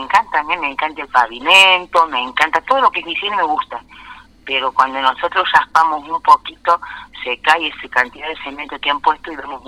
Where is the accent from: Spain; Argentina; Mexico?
Argentina; San Pedro; born or raised there; also born or lived in Villa Dolores